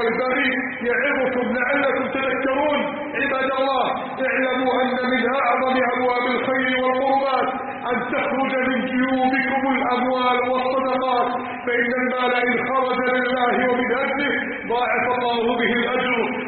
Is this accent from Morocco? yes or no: no; Egypt